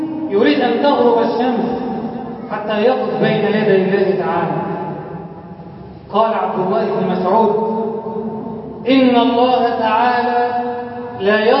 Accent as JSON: {"language": "Arabic", "country": "Egypt", "said": "اجعل بلدنا مصر أمنا أمانا، سخاء رخاء"}